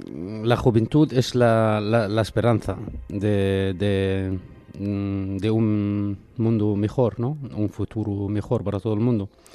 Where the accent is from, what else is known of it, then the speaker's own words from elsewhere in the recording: Bethlehem, West Bank, Palestine; Y claro, mi pueblo, Belén, que es un pueblo hermoso y que ojalá pudiéramos regresar ahí y estar en paz y vivir en paz.